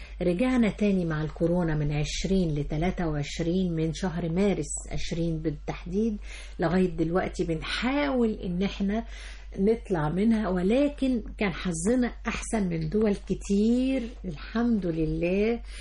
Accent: Egypt; ويدعونا حب في ان احنا مصريين

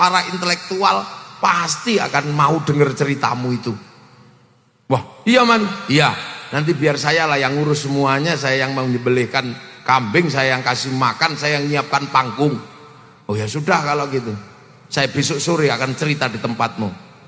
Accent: Tasikmalaya, West Java, Indonesia; born there; Untung kita lahir di Tasikmalaya, termasuk rombongan yang sudah percaya.

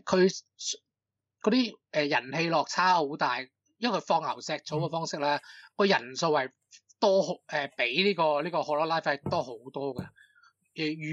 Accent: Hong Kong; 即系我虽然我哋香港人就比较难理解啦，可能因为我哋几乎都系一种语言就是有懒音嘅粤语，即系呢个香港所谓嘅香港话啦

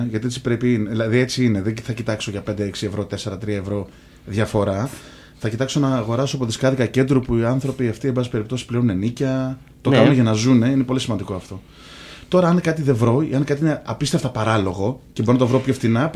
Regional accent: Athens, Attica, Greece; also born or lived in Lefkada; Όχι, μεγάλωσα στην Αθήνα. Είμαι από Λευκάδα, αλλά μεγάλωσα στην Αθήνα.

